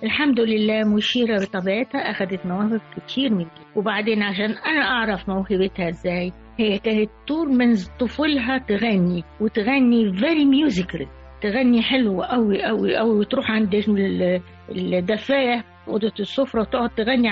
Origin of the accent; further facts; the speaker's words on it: Egypt; عندنا في مصر